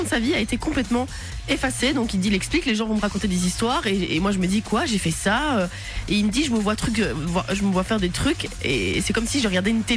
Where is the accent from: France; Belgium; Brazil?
Belgium; commence à arriver chez nous en Belgique